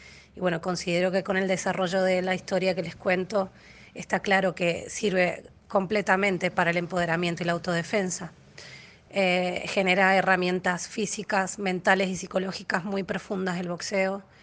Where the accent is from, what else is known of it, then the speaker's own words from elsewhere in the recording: Mendoza, Argentina; now in Buenos Aires, Argentina; soy mendocina, pero vivo en Buenos Aires, Argentina. Tengo 37 años